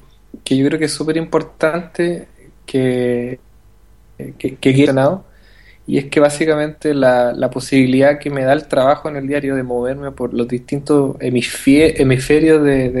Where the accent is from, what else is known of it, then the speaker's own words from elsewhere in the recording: Santiago, Santiago Metropolitan Region, Chile; now in Valparaíso, Chile; yo soy de Santiago, o sea, ni siquiera soy de Valparaíso.